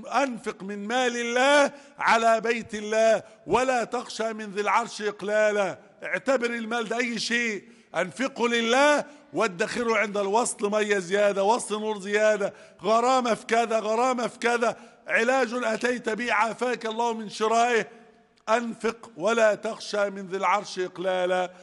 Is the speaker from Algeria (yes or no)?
no; Egypt; احفظ بلدنا مصر وسائر بلاد المسلمين،